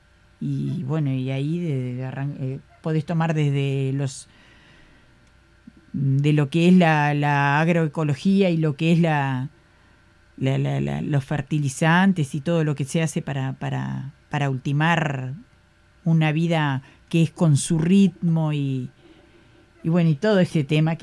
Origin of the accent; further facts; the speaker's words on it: Uruguay; aprovechemos lo que somos como pueblo uruguayo